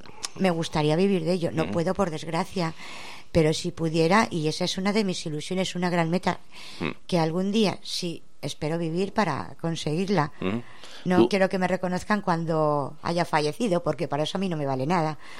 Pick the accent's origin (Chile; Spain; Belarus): Spain; Madrid, Community of Madrid; now in Valdemoro, Spain; Y bueno, yo soy de Madrid y bueno, pues vivo en Valdemoro.